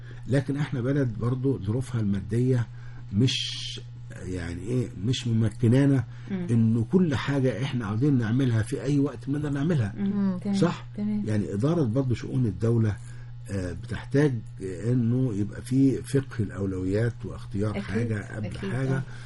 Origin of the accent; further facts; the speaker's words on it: Alexandria, Alexandria Governorate, Egypt; وانا نص اسكندراني